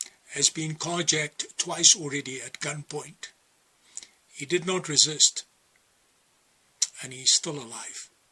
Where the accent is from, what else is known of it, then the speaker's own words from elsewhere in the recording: South Africa; I come from South Africa, where they will kill you for a cell phone.